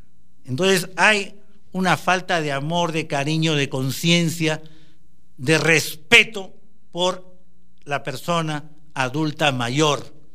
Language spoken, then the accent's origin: Spanish; Brazil; now in Peru; Yo vengo de Brasil y ya les conté, allá es un salario mínimo